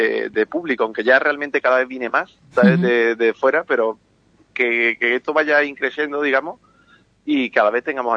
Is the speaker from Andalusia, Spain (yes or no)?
yes; Ubrique, Andalusia, Spain; aunque siempre llevamos Ubrique por bandera, porque somos de Ocuri, somos ocuritanos, digamos.